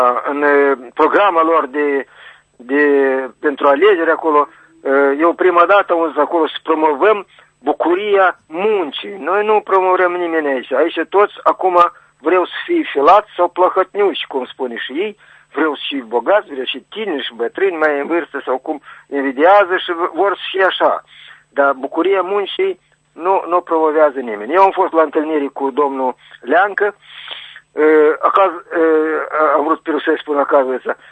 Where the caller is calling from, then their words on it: Criuleni, Criuleni District, Moldova; Acum sunt de la Criuleni, în principiu sunt la Chișinău, dar sunt la Criuleni acum.